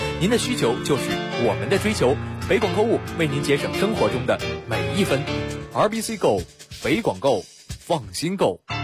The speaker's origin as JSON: {"language": "Chinese", "region": "Beijing", "country": "China", "said": "就跟咱们北京人习惯喝的那个普通的"}